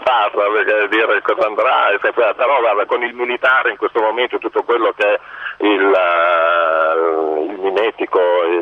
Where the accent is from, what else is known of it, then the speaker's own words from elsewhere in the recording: Bologna, Emilia-Romagna, Italy; No, io sono di Bologna, sono bolognese proprio puro sangue, comunque per lavoro sono spessissimo a Napoli.